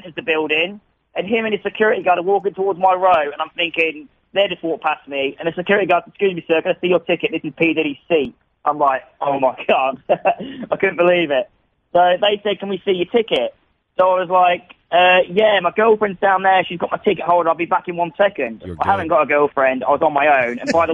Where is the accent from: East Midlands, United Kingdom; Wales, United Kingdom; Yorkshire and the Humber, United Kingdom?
East Midlands, United Kingdom; Stamford; Yeah, I'm 32 years old. I'm from a town called Stamford in the UK, like about an hour away from London, and I'm a barman.